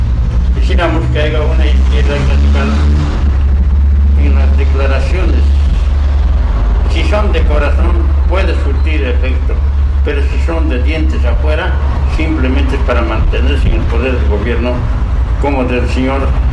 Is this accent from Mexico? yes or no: no; Bolivia; las Fuerzas Armadas juegan un papel en mi país, en Bolivia